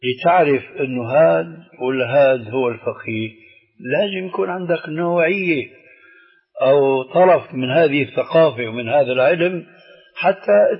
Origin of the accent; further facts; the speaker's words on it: Syria; لانه عندنا بسوريا بيقولوا العين مغرفه الكلام